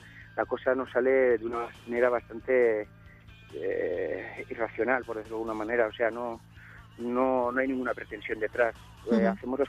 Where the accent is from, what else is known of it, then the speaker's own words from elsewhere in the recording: Navarre, Spain; Somos de aquí, de Navarra